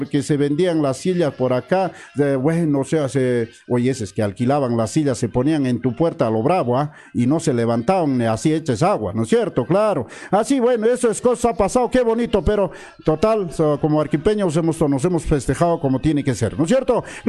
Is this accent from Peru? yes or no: yes; Cusco, Peru; Y como buenos cusqueños, saludamos a las 13 provincias de nuestro departamento del Cusco